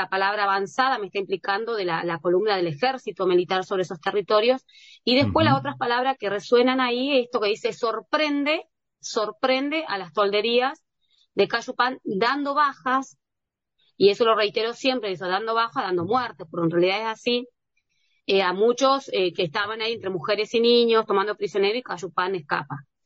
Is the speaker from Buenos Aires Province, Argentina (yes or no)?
no; Valcheta, Río Negro, Argentina; Y a mí me pasa que mi familia, toda mi familia está en Valcheta. Valcheta es mi tierra, mi lugar, porque mi familia es de la meseta Somuncurá.